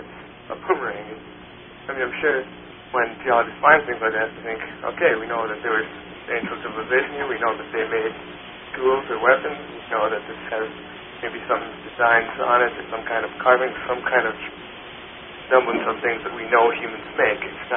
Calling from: Minnesota, United States; Minnesota.

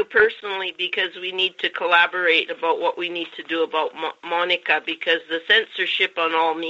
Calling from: Calgary, Alberta, Canada; I'm calling from Calgary.

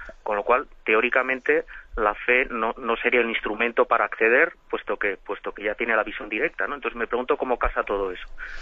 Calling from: Navarre, Spain; de Navarra.

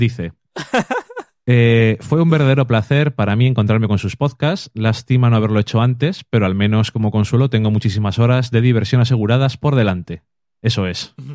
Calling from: Argentina; soy de Argentina, fan y lector consumado de cómics. Claro que, como acá no tenemos tanto material como ustedes

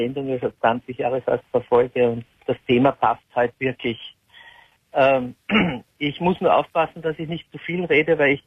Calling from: Lower Austria, Austria; Na, noch weiter, ich bin aus Niederösterreich.

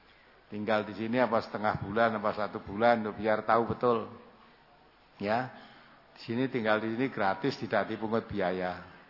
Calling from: Bulukumba, South Sulawesi, Indonesia; dari Bulukumba

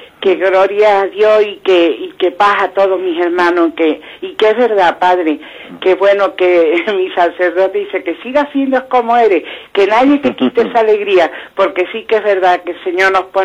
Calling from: Málaga, Andalusia, Spain; llamo de Málaga.

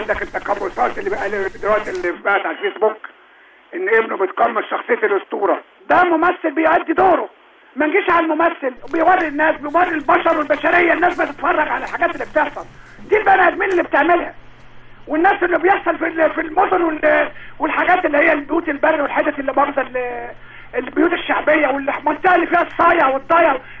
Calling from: Alexandria, Alexandria Governorate, Egypt; من اسكندريه منتشر ورديان.

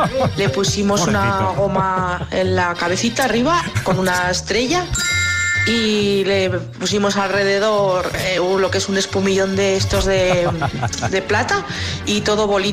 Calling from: Zaragoza, Aragon, Spain; de Zaragoza.

